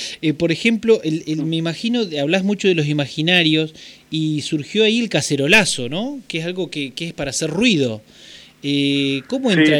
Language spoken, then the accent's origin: Spanish; La Pampa, Argentina; Yo soy de acá de La Pampa, pero justo en esa época estaba viviendo ahí en Buenos Aires.